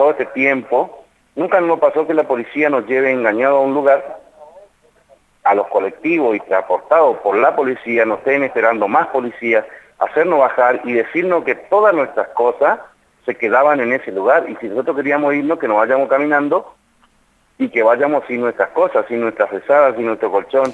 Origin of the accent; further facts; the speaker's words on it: Argentina; somos negros, o sea, tal vez tenemos olor, pero somos argentinos y somos ciudadanos